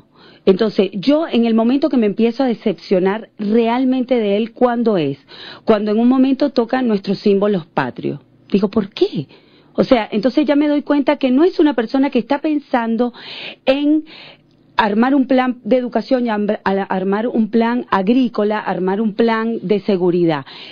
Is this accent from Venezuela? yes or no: yes; Venezuela; Si yo toda la vida fui venezolana, no bolivariana, también soy bolivariana, pero yo soy venezolana.